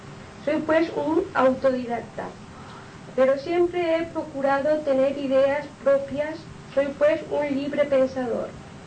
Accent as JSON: {"language": "Spanish", "town": "Inca", "region": "Balearic Islands", "country": "Spain", "tie": "born there", "lives_now": "Palma, Spain", "said": "les diré que soy mallorquín, nacido en Inca, pero hace muchos años que resido en Palma."}